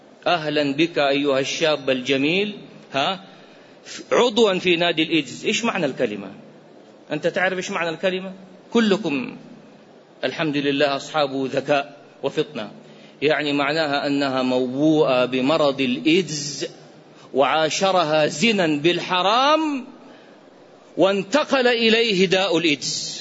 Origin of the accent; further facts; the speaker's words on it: Iraq; قصة وقعت عندنا في العراق